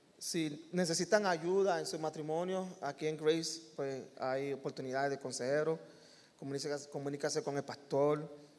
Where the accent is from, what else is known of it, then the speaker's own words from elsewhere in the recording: New York, United States; yo fui criado en Nueva York